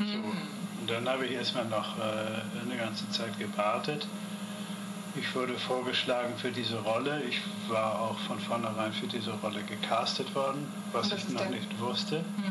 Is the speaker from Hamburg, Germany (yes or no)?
yes; Hamburg, Germany; now in Las Vegas, United States; Ich bin Hamburger. Ich bin wirklich Hamburger. Das ist meine Stadt.